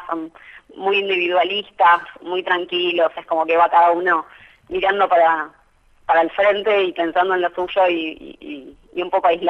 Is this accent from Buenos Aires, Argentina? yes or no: no; Rosario, Santa Fe, Argentina; ya que soy de Rosario y que tengo amigos que hace poco viajaron